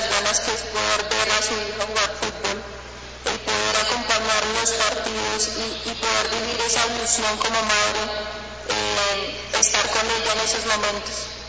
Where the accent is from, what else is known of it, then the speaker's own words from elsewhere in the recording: Colombia; now in Ecuador; yo como colombiana aquí en el Ecuador, vengo a dejar una huella.